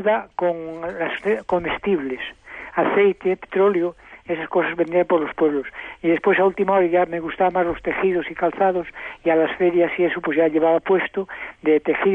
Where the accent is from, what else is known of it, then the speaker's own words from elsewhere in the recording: Codesal, Castile and León, Spain; Yo soy de un pueblo de Zamora que se llama Codesal, una villa pequeña. Allí nací y allí me he criado.